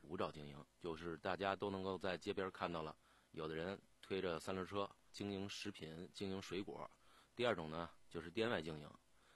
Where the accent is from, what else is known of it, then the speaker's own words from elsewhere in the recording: Beijing, China; 夏天咱们北京人都喜欢吃烤串